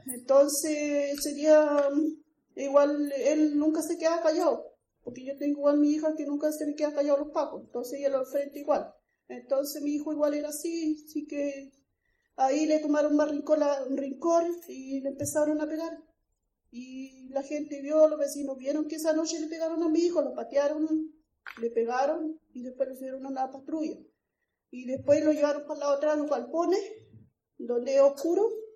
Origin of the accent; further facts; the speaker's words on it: Puerto Montt, Los Lagos, Chile; Vengo de Puerto Montt